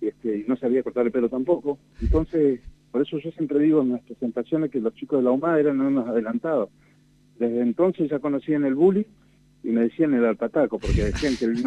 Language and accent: Spanish; La Ahumada, Argentina; born there; Bueno, en la Ahumada, donde yo nací, el alpataco y la jarilla son predominantes.